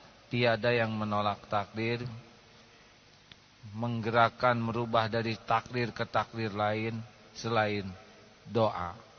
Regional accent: Indonesia; born there; Saya lahir di Indonesia tidak milih.

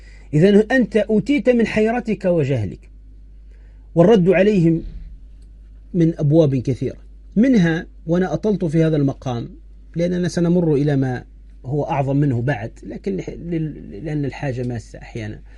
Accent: Tunisia; أحد الدعاة المعروفين عندنا في تونس

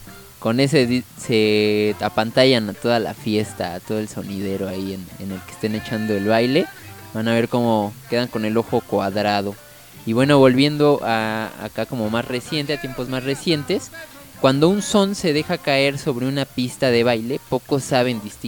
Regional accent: Mexico; Particularmente como que tenemos igual como esa maña en México, ¿no?

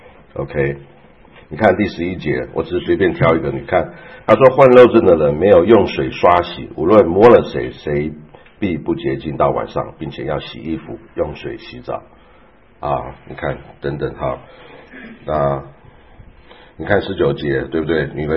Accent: Taiwan; 像我是从台湾来的

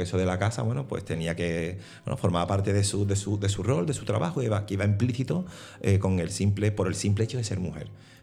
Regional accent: Andalusia, Spain; nosotros como andaluces, como andaluzas, hemos vivido eso todavía mucho más fuerte.

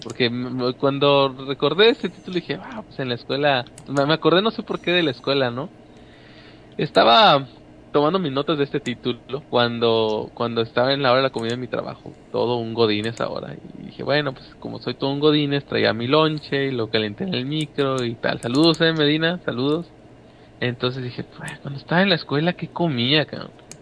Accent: Monterrey, Nuevo León, Mexico; Sí, pues soy de Monterrey.

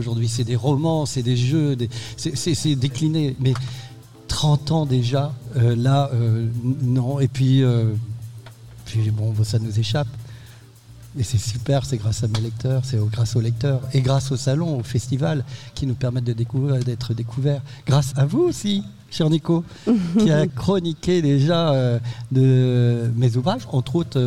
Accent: Brittany, France; c'était à Saint-Malo, puisque je suis breton, et c'est à côté de chez moi.

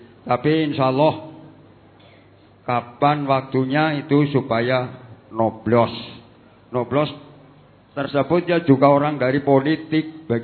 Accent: Kebasen, Central Java, Indonesia; dari cabang Kebasen, Banyumas.

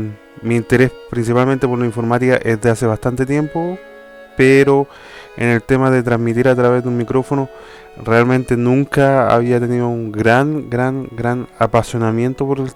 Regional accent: Chile; now in Europe; soy un chileno que está radicado hace algún tiempo acá en Europa y soy un más o menos poco más de 30 años.

